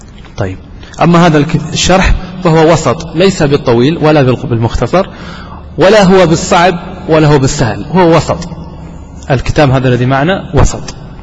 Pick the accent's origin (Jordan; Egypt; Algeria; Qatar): Qatar; حتى عندنا في قطر يعني هذا الكتاب مقرر عندنا في المعهد، في معهد الدعوة،